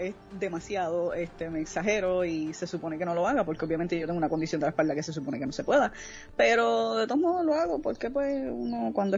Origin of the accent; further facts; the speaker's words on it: Puerto Rico; Soy de Puerto Rico, obviamente. Mi madre es de Estados Unidos, mi papá es de acá de Puerto Rico, he vivido toda mi vida aquí en Puerto Rico.